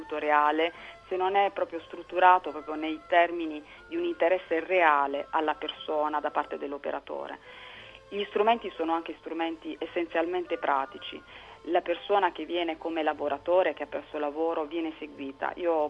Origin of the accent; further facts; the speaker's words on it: Bari, Apulia, Italy; io sono pugliese, io sono di Bari